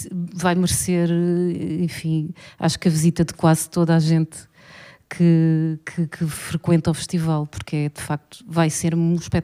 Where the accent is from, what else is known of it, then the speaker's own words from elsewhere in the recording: Lisbon, Portugal; é um prazer como lisboeta fazer parte dele.